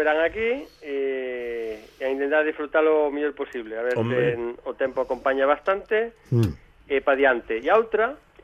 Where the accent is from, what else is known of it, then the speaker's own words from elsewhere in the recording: Galicia, Spain; como os galegos estamos en todas partes